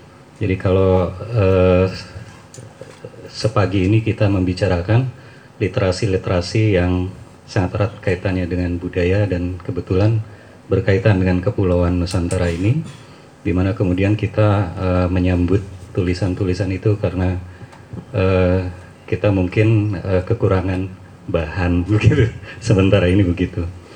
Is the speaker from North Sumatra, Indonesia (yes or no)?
no; Jakarta, Indonesia; Saya dari Jakarta.